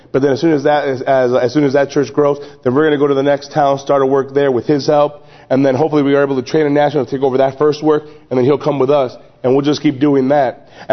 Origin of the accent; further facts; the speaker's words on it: Chicago, Illinois, United States; I'm being from the Chicagoland area, I'm used to locking my house and locking my doors.